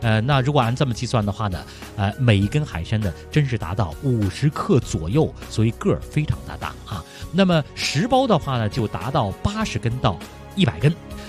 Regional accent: Beijing, China; 实际上呢，咱们北京人吃一些这个熟的卤制的东西啊

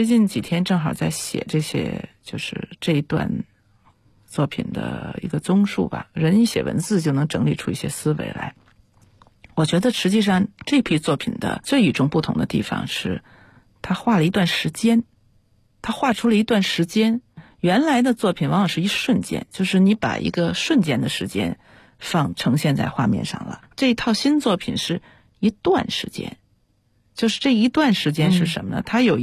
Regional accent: China

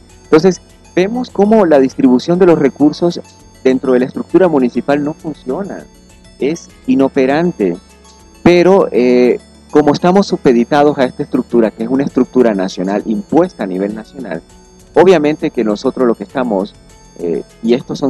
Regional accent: Bluefields, South Caribbean Coast Autonomous Region, Nicaragua; no tenemos carretera para ir a mi pueblo, por ejemplo, a Bluefield, no tenemos carretera.

